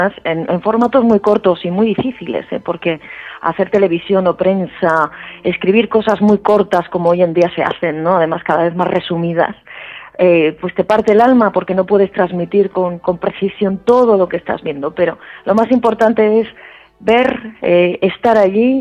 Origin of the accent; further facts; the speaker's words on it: Granada, Andalusia, Spain; Yo que soy de Granada